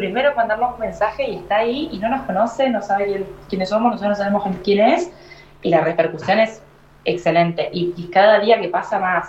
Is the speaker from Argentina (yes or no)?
yes; Argentina; moved away; Cuando me fui de Argentina en 2017 o 2018, no me acuerdo bien, el primer lugar al que me fui a voluntariar fue a India